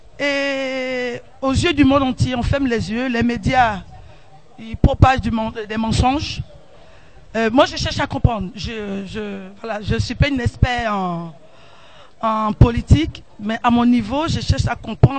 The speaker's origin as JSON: {"language": "French", "country": "Côte d’Ivoire", "lives_now": "France", "said": "Moi, je suis française d'origine de la Côte d'Ivoire."}